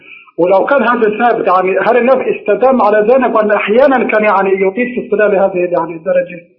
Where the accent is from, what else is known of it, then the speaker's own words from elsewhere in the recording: Jordan; عندنا بالأردن سيدي صلة الرحم